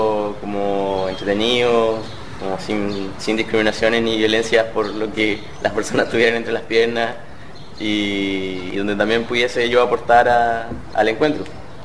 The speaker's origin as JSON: {"language": "Spanish", "country": "Chile", "said": "vengo de Chile"}